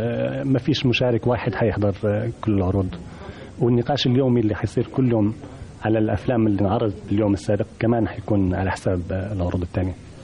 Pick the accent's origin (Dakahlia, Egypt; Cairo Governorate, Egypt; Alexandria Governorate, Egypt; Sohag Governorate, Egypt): Cairo Governorate, Egypt; Cairo; أنا كنت في القاهرة لفترة طويلة وأنا ابن القاهرة.